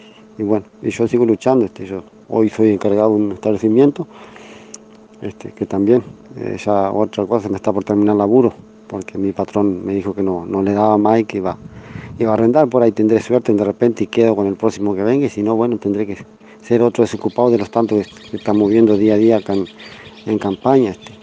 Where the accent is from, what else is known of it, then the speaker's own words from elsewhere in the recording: Tacuarembó, Uruguay; de Tacuarembó. Bueno, fui aspirante hasta poco de colonización, ahí no tuve suerte. Y tampoco voy a bajar los brazos. Yo me crié en el campo, amo el campo